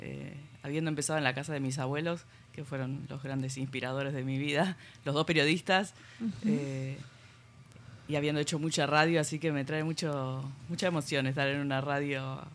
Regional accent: La Plata, Buenos Aires Province, Argentina; born there; Yo nací en La Plata

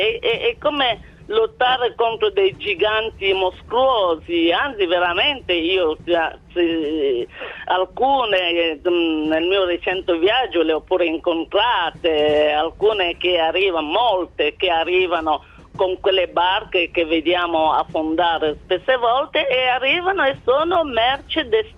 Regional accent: Cameroon; born there; Italian is a second language; Io sono nata nel Camerun, un bellissimo paese nel centro dell'Africa, 56 anni fa.

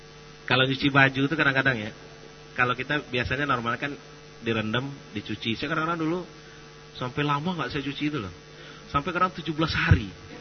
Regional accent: Sumatra, Indonesia; Di beberapa daerah, mungkin di daerah saya juga begitu di Sumatera ya.

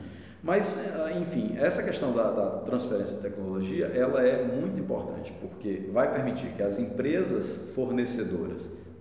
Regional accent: Brazil; Eu, antes de tudo, sou brasileiro, vibro com o nosso verde e amarelo

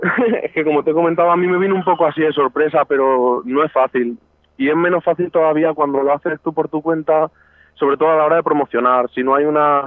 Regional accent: Navalmoral de la Mata, Extremadura, Spain; yo en realidad soy de Navalmoral, en Cáceres, pero sí que estoy muy vinculado a Talavera porque he estado estudiando allí también muchos años y estoy muy vinculado a esa ciudad.

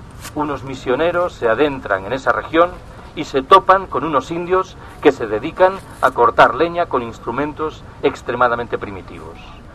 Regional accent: Galicia, Spain; Yo soy gallego.

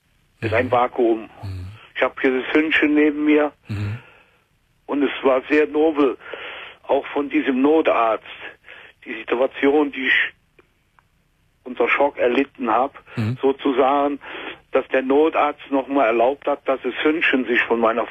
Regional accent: Cologne, North Rhine-Westphalia, Germany; born there; Ich bin in Köln geboren als heimatloser Ausländer.

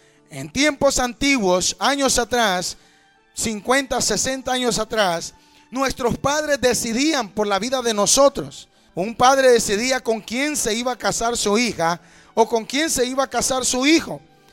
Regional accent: Honduras; now in United States; me arranqué como buen catracho, como buen hondureño, con una decisión en mi mente, buscando un mejor futuro

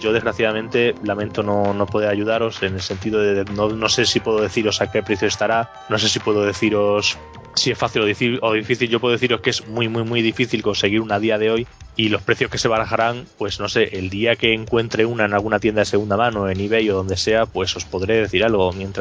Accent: Plasencia, Extremadura, Spain; yo que soy de Plasencia, en Cáceres

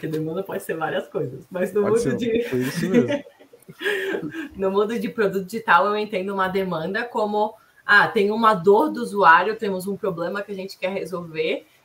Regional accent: Santa Catarina, Brazil; now in São Paulo, Brazil; Eu sou catarinense, moro em São Paulo fazem 4 anos, mas... Sou do sul do Brasil, hoje é bem frio, uma cidade que tem 19 mil habitantes, nem o Uber chegou lá ainda, então é super pequenininha.

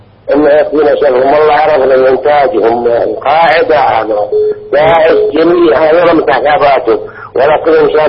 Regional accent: Saudi Arabia; عندنا في السعودية وغيرهم، حنا بالنسبة لنا كشعب سعودي

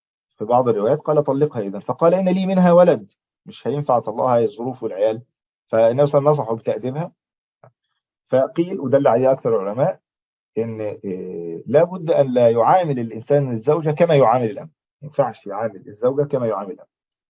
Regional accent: Egypt; عشان زي أول مثل عندنا في مصر مشهور

